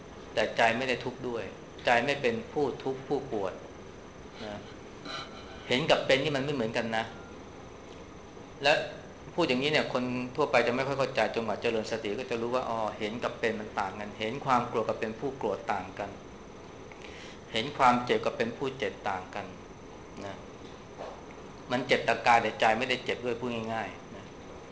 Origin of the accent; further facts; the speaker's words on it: Bangkok, Thailand; พวกเราเนี่ยคนกรุงเทพเนี่ยเวลาเจอไฟแดงเนี่ยเราจะหงุดหงิดขึ้นมาทันทีนะ